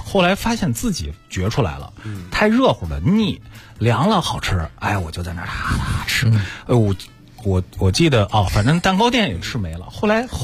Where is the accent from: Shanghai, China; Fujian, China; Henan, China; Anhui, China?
Henan, China; 我记得我特小的时候，他做那个我们河南那边的烧鸡